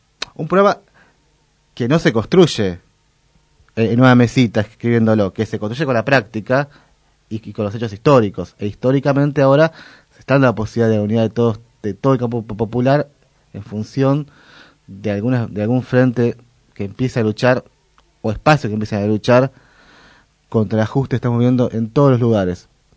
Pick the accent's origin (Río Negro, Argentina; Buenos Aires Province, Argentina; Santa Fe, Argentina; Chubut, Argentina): Buenos Aires Province, Argentina; Merlo; que yo soy de Merlo, que por ejemplo Merlo está muy muy arraigada